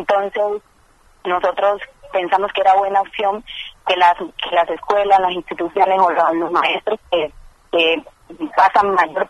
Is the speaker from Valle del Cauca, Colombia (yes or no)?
yes; Buenaventura, Valle del Cauca, Colombia; vengo de Buenaventura.